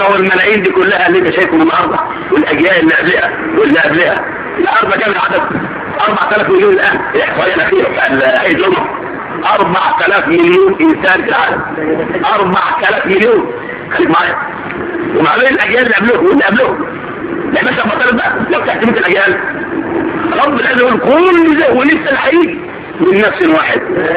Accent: Egypt; ورا ودنك الشمال كده متجه ايه اللي عندنا في مصر بالذات

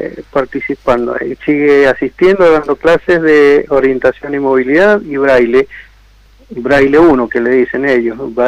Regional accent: Godoy Cruz, Mendoza, Argentina; Yo soy de Godoy Cruz, quedo fuera.

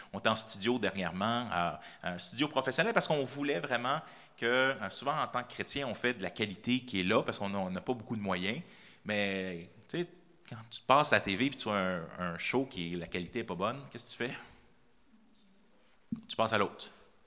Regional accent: Quebec, Canada; On ne se rend pas compte en tant que Québécois, on pense qu'on est persécuté

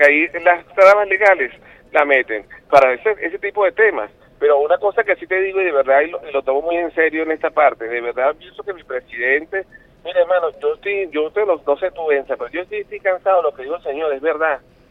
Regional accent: Venezuela; igual como lo sientes tú como venezolano, lo siento yo

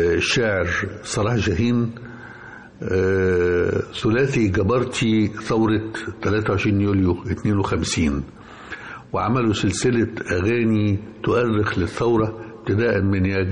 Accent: Egypt; بالهزيمة المريرة اللي مستنا جميعا كمصريين وعرب

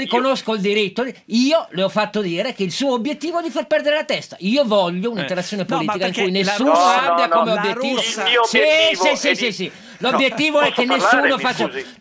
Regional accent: Turin, Piedmont, Italy; Io da torinese spendo una buona parola.

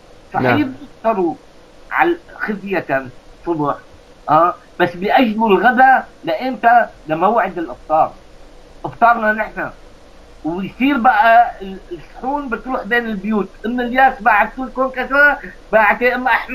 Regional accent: Aleppo, Aleppo Governorate, Syria; نحن اولاد حلب يعني انت بتعرف انا كمان حلبي

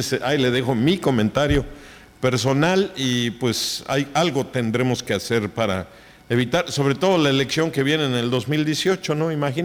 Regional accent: Oaxaca, Mexico; pero sí soy oaxaqueño a mucho orgullo.

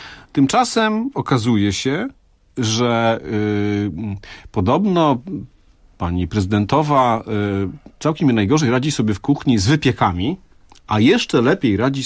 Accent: Greater Poland Voivodeship, Poland; Także moje rodzinne strony. Bardzo są silnie reprezentowane.

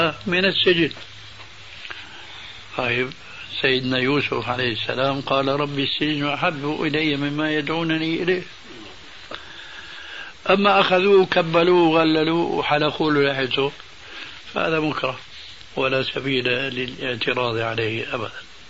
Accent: Syria; كما يقولون عندنا في سوريا

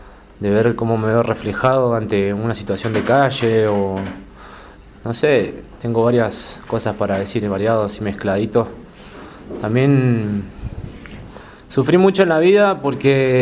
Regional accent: Buenos Aires, Argentina; also born or lived in Bariloche; me crié un poco en Buenos Aires, también en Bariloche, más en Buenos Aires que en Bariloche en mi infancia.

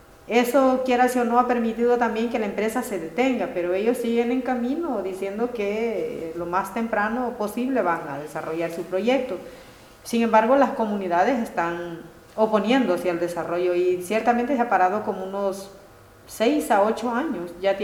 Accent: El Salvador; nosotros como salvadoreños tenemos el 60% de esas aguas.

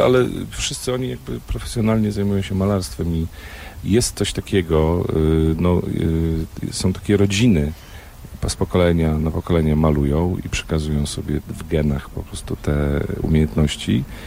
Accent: Szczebrzeszyn, Lublin Voivodeship, Poland; jestem stąd, urodziłem się w Szczebrzeszynie i obserwuję, kto przyjeżdża na Roztocze.

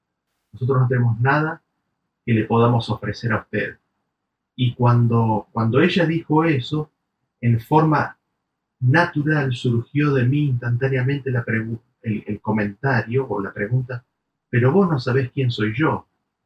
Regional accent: Argentina; Estaba viviendo en el exterior, volví a mi país de origen, Argentina

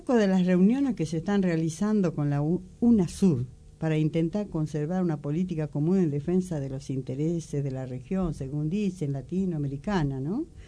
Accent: Argentina; cada vez que hablamos de soberanía y todo lo que nos pasa como argentinos

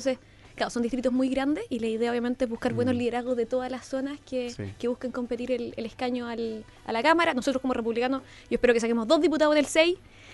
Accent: Valparaíso, Chile; hay 4 que somos de Marga

